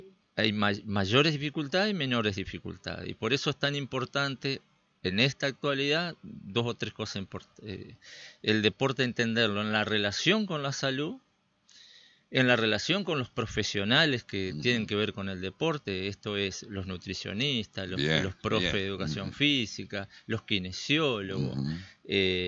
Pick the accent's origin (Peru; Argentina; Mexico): Argentina; Chajarí, Entre Ríos; Yo me crié en otra ciudad, en Chajarí, acá cerca.